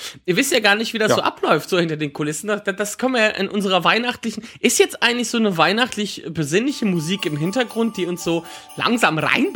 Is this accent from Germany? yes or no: yes; North Rhine-Westphalia, Germany; Da ich aus dem Bergischen Kreis komme